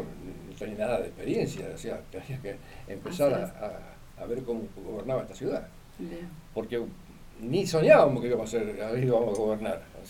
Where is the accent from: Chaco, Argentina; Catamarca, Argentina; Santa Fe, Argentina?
Santa Fe, Argentina; Gálvez; Y sí, yo nací en Gálvez, me crié en Gálvez ya hace unos cuantos años, yo tengo casi 80, ¿no?